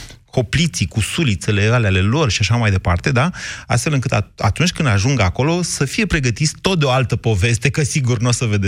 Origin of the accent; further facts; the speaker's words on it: Drobeta-Turnu Severin, Mehedinți County, Romania; Deci noi severinenii, cei care venim din cel mai, cum să zic eu, de la cea mai dulce climă a României, că acolo nici iarna nu e foarte frig, nici vara nu e foarte cald